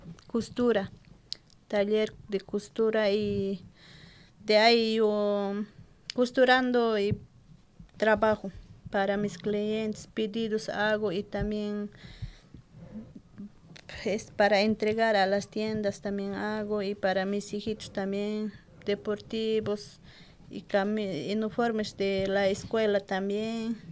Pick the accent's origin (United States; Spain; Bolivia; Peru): Bolivia; Yo vengo de Bolivia.